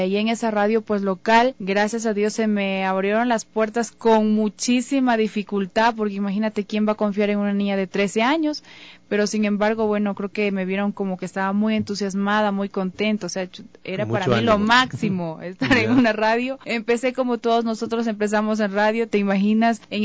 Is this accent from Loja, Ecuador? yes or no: yes; Catamayo, Loja, Ecuador; now in Quito, Ecuador; Yo soy de Loja, ¿ya? De un cantón muy hermoso, muy bonito, que le decimos con mucho cariño nuestro Caribe, Catamayo. Es un cantón realmente hermoso.